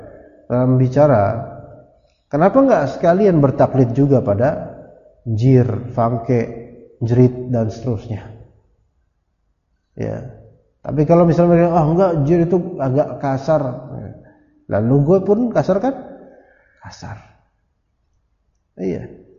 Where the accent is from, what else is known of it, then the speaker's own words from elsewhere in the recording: Jakarta, Indonesia; Ana bilang ana orang Jakarta. Keluarga Betawi ana besar. Kita orang Jakarta.